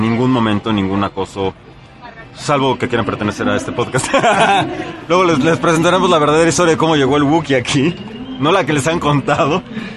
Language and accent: Spanish; United States; now in Mexico; cuando éramos niños en Estados Unidos había un dulce